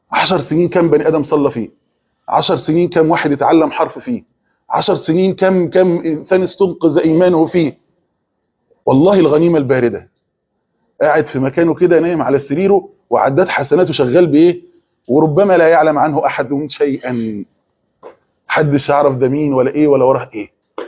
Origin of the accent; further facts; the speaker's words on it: Egypt; اللي هو زي احنا عندنا في مصر بنسمي المواعين